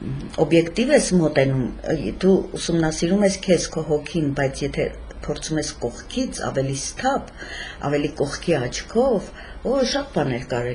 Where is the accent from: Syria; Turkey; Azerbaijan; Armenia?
Armenia; Gyumri, Shirak; Միշտ Գյումրիում եմ եղել, ծնվել եմ Գյումրիում, ապրել եմ եւ ապրում եմ Գյումրիում։